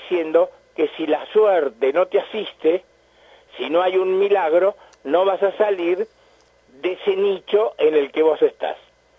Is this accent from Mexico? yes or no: no; Argentina; Entonces, en todos nosotros, los argentinos, hay un sustrato mágico y racional